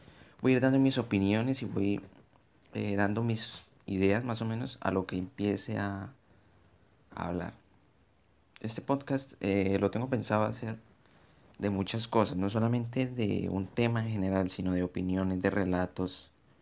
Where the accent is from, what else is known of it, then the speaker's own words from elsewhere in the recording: Bogotá, Colombia; born there; now in Villavicencio, Colombia; Soy colombiano. Actualmente vivo en Villavicencio Meta, pero nací en Bogotá.